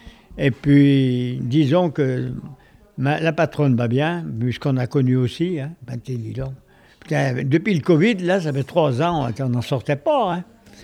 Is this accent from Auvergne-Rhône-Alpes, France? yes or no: yes; Grésin, Auvergne-Rhône-Alpes, France; En 38, parce que je suis né à Grésin, je suis grésinier, avec mon frère on est né à Grésin, et on est grésinier d'adoption, commune de Léa, et j'ai commencé d'aller à l'école à 4 ans à Grésin